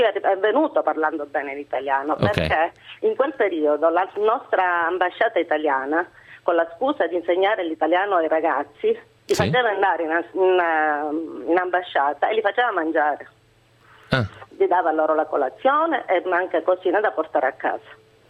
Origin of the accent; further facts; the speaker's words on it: Palermo, Sicily, Italy; Sì, sono palermitana, anche se ho origini nella provincia di Messina, ma sono palermitana.